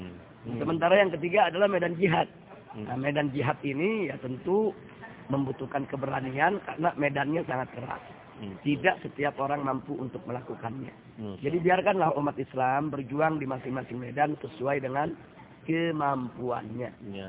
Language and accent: Indonesian; Indonesia; Saya datang dari Indonesia bersama keluarga